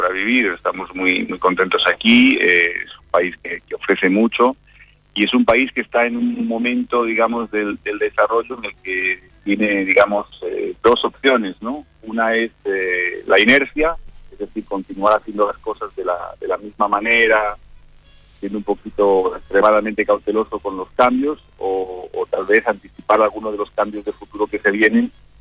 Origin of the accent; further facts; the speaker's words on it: Galicia, Spain; now in Uruguay; es un país maravilloso para vivir, y donde yo como gallego encuentro muchísimas cosas en común, ¿no?, con lo que es mi vida, mi familia y mi origen.